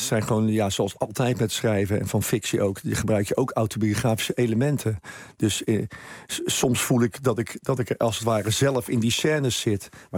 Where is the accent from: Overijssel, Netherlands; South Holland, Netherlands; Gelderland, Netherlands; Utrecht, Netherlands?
South Holland, Netherlands; Rotterdam; omdat ik uit Rotterdam kom